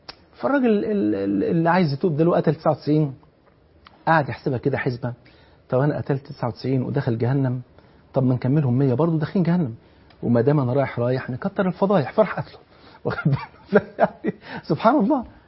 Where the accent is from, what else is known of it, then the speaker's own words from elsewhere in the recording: Egypt; اقصر بلغتنا كمصريين ايه؟ خف.